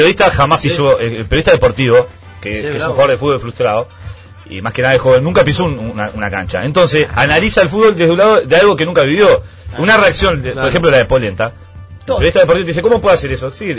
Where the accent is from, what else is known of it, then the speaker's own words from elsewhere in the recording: Uruguay; porque de verdad somos todos uruguayos y queremos